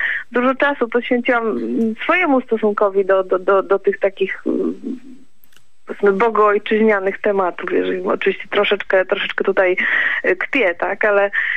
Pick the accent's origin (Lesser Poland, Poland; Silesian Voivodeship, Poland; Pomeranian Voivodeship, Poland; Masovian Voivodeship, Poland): Silesian Voivodeship, Poland; I z racji miejsca urodzenia takich, którzy może, bo jestem ze Śląska, takich, którzy może niekoniecznie byli Polakami. I jednak czuję się osadzona w tej polskości.